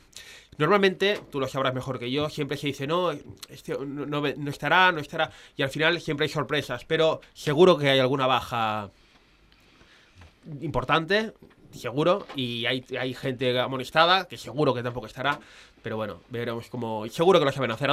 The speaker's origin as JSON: {"language": "Spanish", "country": "Spain", "said": "yo soy español, no vengo de Qatar, te has equivocado, soy moreno"}